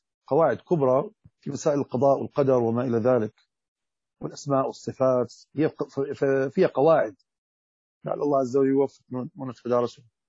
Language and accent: Arabic; Hejaz, Saudi Arabia; also born or lived in Morocco / Jordan; لكني تربيت في الحجاز والشام ودرست في الأردن. أنا كبرت في بلاد الحجاز إلى أن درست في الثانوية العامة ثم بعد ذلك انتقلت إلى المغرب 4 سنوات ثم رجعت إلى الأردن 4 سنوات بقيت في الأردن 4 سنوات إلى سنة 1420 تقريبا.